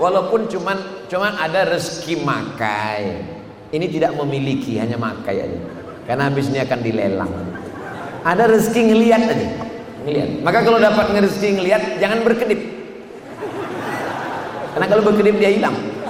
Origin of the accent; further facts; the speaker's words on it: Riau, Indonesia; Saya datang dari Riau, Sumatera.